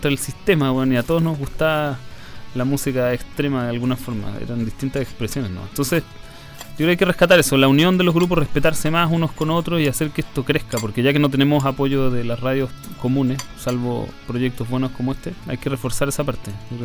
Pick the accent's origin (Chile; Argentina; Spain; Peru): Chile; tratar de unirnos más como, no sé, como chilenos